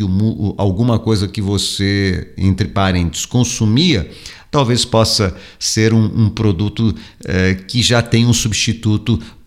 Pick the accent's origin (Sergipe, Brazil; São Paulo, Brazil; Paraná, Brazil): São Paulo, Brazil; born there; eu tinha que ir a São Paulo com frequência, dirigindo, e aquele trânsito é terrível daquela cidade onde eu nasci